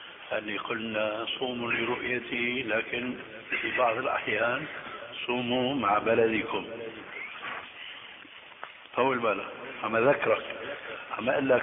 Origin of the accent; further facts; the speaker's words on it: Damascus, Damascus Governorate, Syria; رح يمكن هو كما يقولون عندنا في الشام